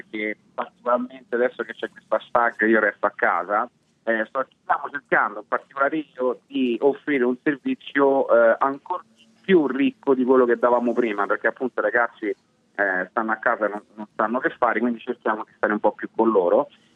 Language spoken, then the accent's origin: Italian; Rome, Lazio, Italy; Io sono di Roma